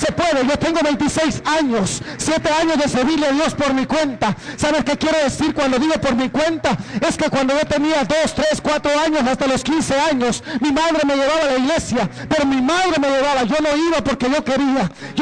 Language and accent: Spanish; Guatemala; moved away; El recuerdo que yo tengo cuando yo me vine de Guatemala, soy de Guatemala.